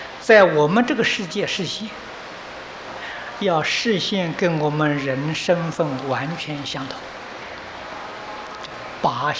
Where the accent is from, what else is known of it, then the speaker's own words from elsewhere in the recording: Taiwan; 今天我们台湾人的生活比大陆同胞生活过得好得太多太多了。